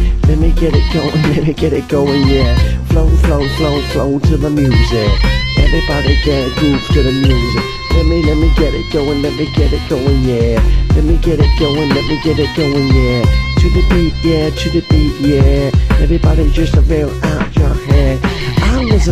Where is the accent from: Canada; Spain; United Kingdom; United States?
United Kingdom; This music's going out and I'm a Brit and I'm calling it all wrong.